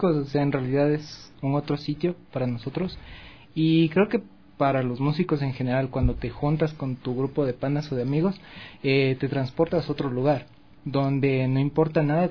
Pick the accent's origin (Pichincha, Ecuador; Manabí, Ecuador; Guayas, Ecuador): Pichincha, Ecuador; Quito; Bueno, yo sí soy quiteño